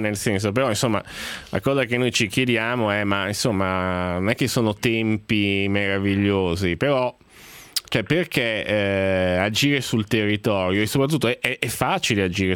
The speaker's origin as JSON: {"language": "Italian", "town": "Genoa", "region": "Liguria", "country": "Italy", "said": "Io sono un genovese, per cui guardo queste cose."}